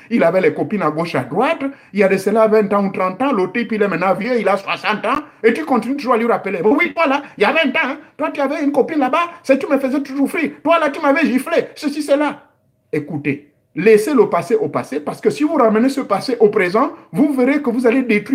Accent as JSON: {"language": "French", "country": "Gabon", "said": "Oyo, comme nos mamans de Chibanga font chez nous au Gabon."}